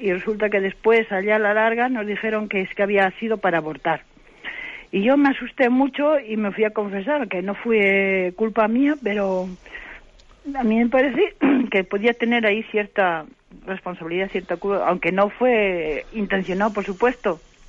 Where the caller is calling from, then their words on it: Santander, Cantabria, Spain; de Santander.